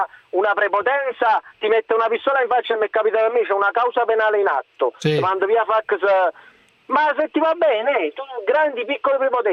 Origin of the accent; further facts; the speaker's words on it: Naples, Campania, Italy; accent: Neapolitan; lo dico da napoletano, senti il mio accento marcato.